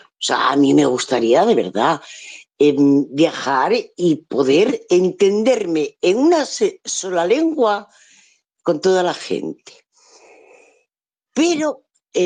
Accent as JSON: {"language": "Spanish", "region": "Asturias", "country": "Spain", "first_language": "Asturian", "second_language": "Spanish", "said": "yo hay veces que se me escapa hablar, pues como en mi lengua materna. Yo soy asturiana y muy orgullosa, además."}